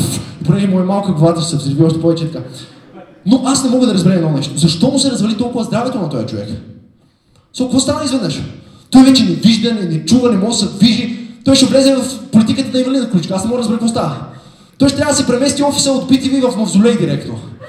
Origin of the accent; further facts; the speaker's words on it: Veliko Tarnovo, Veliko Tarnovo Province, Bulgaria; Аз примерно съм от Велико Търново, връщам се понякога.